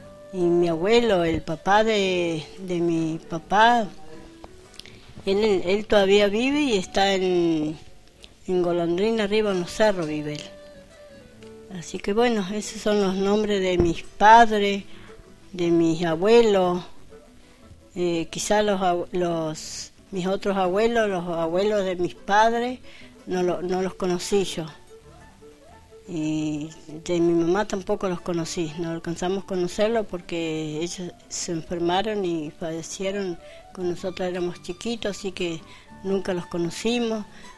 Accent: El Bolsón, Río Negro, Argentina; Yo soy nacida y criada acá en Bolsón. Yo nací en la Loma del Medio, pero de acá al Bolsón. Así que me crié ahí. Ahora vivo acá en barrio Los Hornos. Hace años que estoy en barrio Los Hornos.

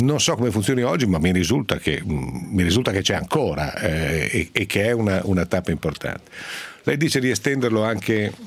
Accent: Piedmont, Italy; una bella merenda sinoira, come si dice alle mie parti in Piemonte

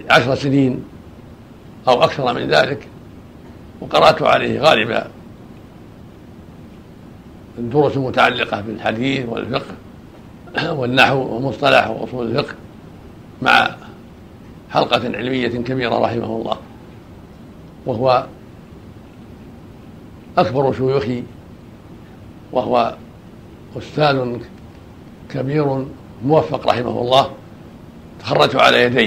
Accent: Riyadh, Riyadh Province, Saudi Arabia; ودرست العلم وأنا صغير في الرياض على مشايخ عدة، منهم شيخنا قاضي الرياض صالح بن عبد العزيز آل الشيخ رحمه الله، وكان بجوار بيتنا يصلي بالمسجد الذي حولنا

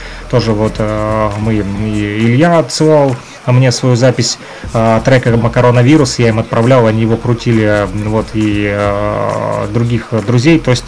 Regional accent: Luhansk Oblast, Ukraine; там были люди из Европы, вот, в том числе из России, вот, и я из ЛНР

